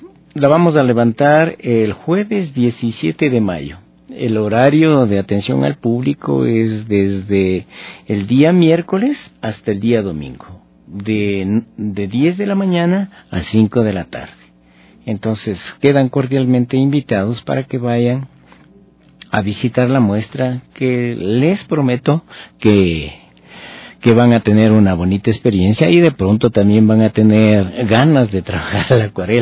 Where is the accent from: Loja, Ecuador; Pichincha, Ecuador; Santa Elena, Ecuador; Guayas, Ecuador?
Pichincha, Ecuador; Pintag; Te diré que incluso de mi pueblo estuvieron aproximadamente unas 80 personas, que para mí eso es maravilloso, ¿no? Que vengan desde Pintaj a visitar la muestra de un pinteño.